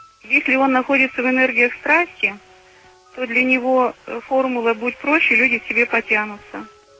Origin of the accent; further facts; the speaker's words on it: Nizhny Novgorod, Nizhny Novgorod Oblast, Russia; Я из Нижнего Новгорода.